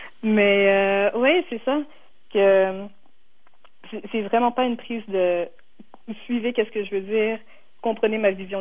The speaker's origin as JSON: {"language": "French", "town": "Laval", "region": "Quebec", "country": "Canada", "tie": "born or raised there", "said": "Parce que, justement, moi, j'ai grandi à Laval"}